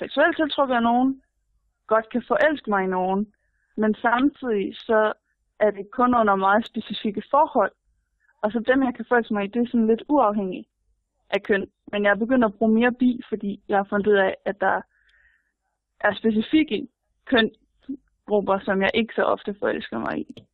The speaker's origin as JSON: {"language": "Danish", "town": "Aarhus", "region": "Central Denmark Region", "country": "Denmark"}